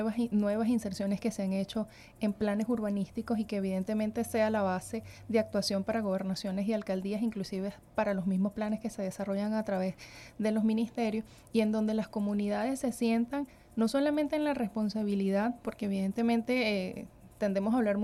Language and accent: Spanish; Venezuela; cómo como venezolanos vamos realmente a defender nuestro país